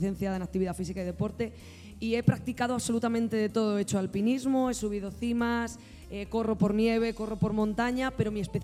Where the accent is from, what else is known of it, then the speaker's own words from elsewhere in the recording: Alcázar de San Juan, Castilla-La Mancha, Spain; yo soy de Alcázar, pero siempre digo que mi segunda tierra es Miguel Turra.